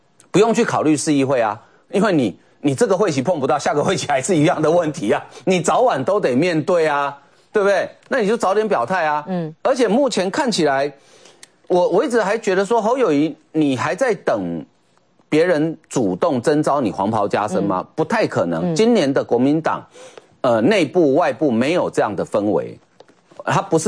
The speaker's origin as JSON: {"language": "Chinese", "country": "Taiwan", "said": "就我们台湾话常常讲一句话"}